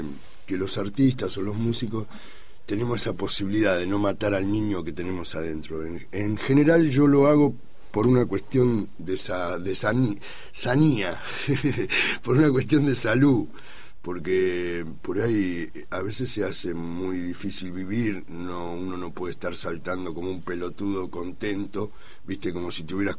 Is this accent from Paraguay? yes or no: no; Argentina; Pero yo hablo de nosotros, ¿no? En realidad, no hablo de los uruguayos, hablo de nosotros, los argentinos.